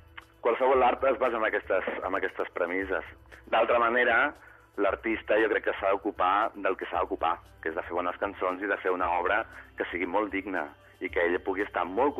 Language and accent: Catalan; Barcelona, Catalonia, Spain; born there; jo he nascut a Barcelona i jo penso en català, m'expreso en català